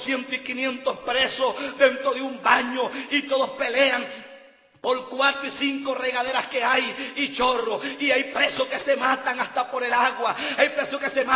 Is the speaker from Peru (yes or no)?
no; Venezuela; Yo, de 34 cárceles que he visitado en mi país, gloria al Señor, porque tuve un llamado después de haber salido de libertad hace 7 años, gloria al Señor, que el Señor me hizo un llamado de visitar las cárceles de Venezuela.